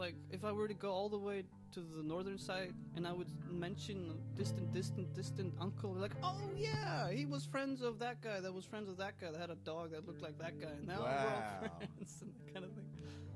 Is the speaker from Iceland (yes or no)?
yes; Iceland; Wait, am I just doomed from the start because I'm from Iceland?